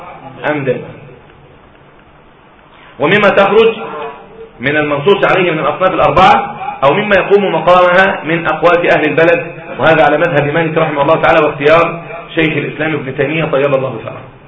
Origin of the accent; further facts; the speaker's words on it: Egypt; مين بياكل التمر عندنا في مصر؟ التمر عندنا في مصر